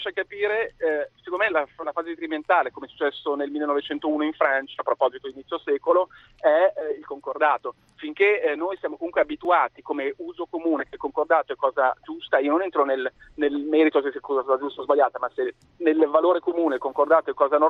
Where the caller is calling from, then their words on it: Milan, Lombardy, Italy; io sono di Milano, 39 anni, e ebreo, ho sempre fatto le scuole pubbliche in Italia.